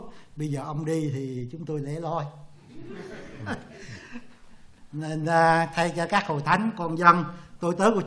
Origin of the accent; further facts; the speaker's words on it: Toronto, Ontario, Canada; tôi là dân Toronto, vùng miền đông Canada.